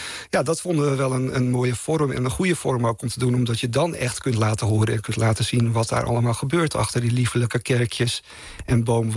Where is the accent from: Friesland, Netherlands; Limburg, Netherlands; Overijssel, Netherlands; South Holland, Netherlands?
Friesland, Netherlands; in die hoek in Noordoost-Friesland waar ik vandaan kom, is dat zo gegroeid